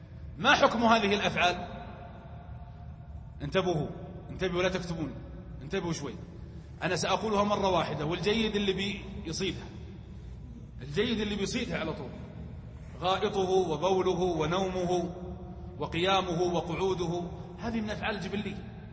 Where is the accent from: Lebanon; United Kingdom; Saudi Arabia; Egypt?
Saudi Arabia; Hejaz; ما غير معروف عندنا في الحجاز، صح ولا لا؟